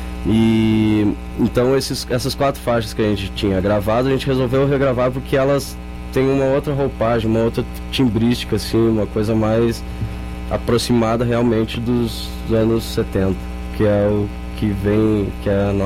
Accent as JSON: {"language": "Portuguese", "region": "Rio Grande do Sul", "country": "Brazil", "said": "a gente saiu lá do Rio Grande do Sul, viemos gravar em Goiânia"}